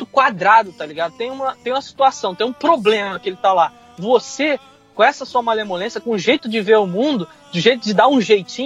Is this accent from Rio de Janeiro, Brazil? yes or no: yes; Rio de Janeiro, Brazil; now in United States; eu fui criado no Rio de Janeiro, em favela, entendeu?